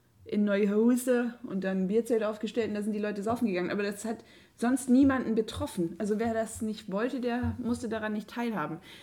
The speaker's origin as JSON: {"language": "German", "region": "Bavaria", "country": "Germany", "lives_now": "Cologne, Germany", "said": "Denn hier im Allgäu, da hat man ja einfach so einen kleinen Faschingszug durchs Dorf gehabt"}